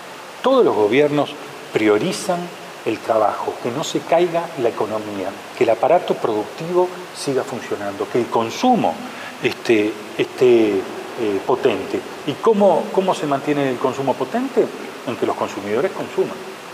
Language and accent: Spanish; Uruguay; O si lo principal, además de la pandemia, somos los uruguayos.